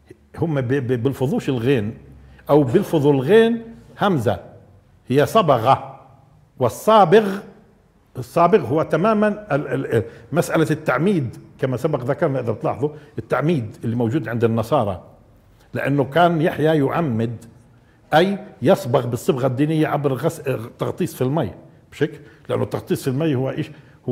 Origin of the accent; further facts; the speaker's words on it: Nablus, West Bank, Palestine; وعندنا في نابلس في يعيش بشك بالفعل المضارع